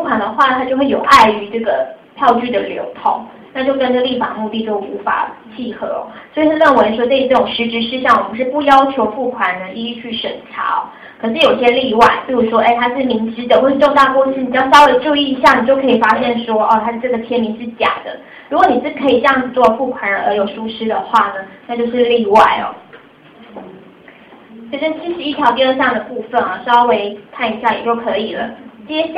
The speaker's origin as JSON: {"language": "Chinese", "region": "Taichung", "country": "Taiwan", "accent": "Taichung", "said": "因为我台中人啊，当然会有台中腔啊"}